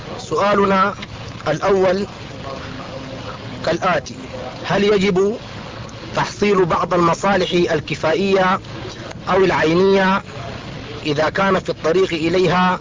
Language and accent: Arabic; Sudan; نحن شباب من السودان من جماعة أنصار السنة المحمدية